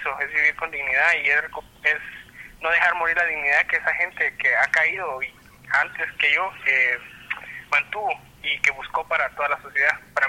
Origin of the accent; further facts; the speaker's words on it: Antigua Guatemala, Sacatepéquez, Guatemala; nosotros somos de Antigua